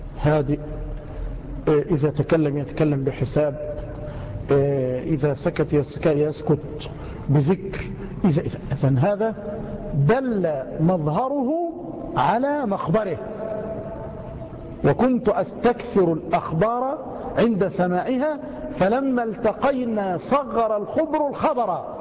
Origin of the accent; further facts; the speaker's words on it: Egypt; مع أن الجزر والسماك عندنا في مصر يعني منيرات